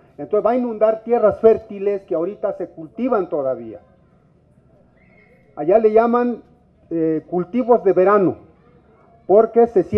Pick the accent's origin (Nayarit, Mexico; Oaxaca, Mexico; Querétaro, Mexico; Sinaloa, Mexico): Nayarit, Mexico; Mesa del Nayar; first language Cora; Spanish is a second language; Yo soy de Mesa del Nayar, soy Nayeri, Cora. Yo hablo mi lengua Cora. No estoy viviendo en donde se pretende poner la cortina, sino que a unos 20 kilómetros o más